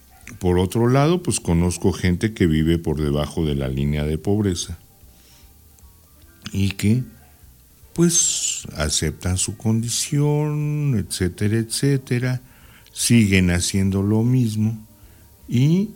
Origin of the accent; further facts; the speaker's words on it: Mexico; Mientras no haya un concepto hacia el cual aspirar como mexicanos, no sabemos a dónde vamos.